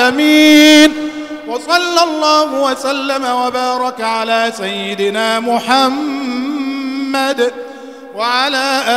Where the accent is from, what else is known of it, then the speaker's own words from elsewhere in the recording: Egypt; اللهم اجعل بلدنا مصر أمنا أمانا